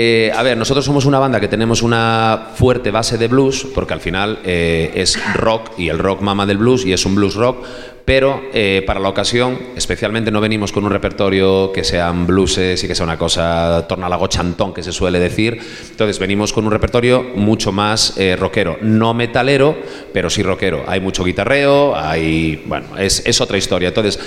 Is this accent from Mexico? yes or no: no; Navia, Asturias, Spain; Cuando yo fui a estudiar a Gijón, yo soy de aquí de Navia, pero fui a estudiar a Gijón